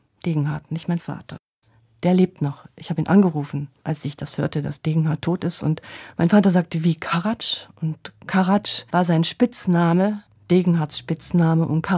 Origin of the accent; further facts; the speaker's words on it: Schwelm, North Rhine-Westphalia, Germany; Das Schwelm liegt am Rand vom Ruhrgebiet und ich bin dort groß geworden in einem 3-Etagen-Haus.